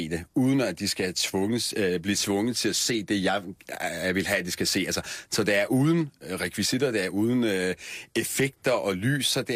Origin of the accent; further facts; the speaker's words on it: Vojens, Region of Southern Denmark, Denmark; Vojens, jeg kommer selv fra Vojens. Jeg vokset op i Vojens, mine forældre boede i Vojens i 80'erne.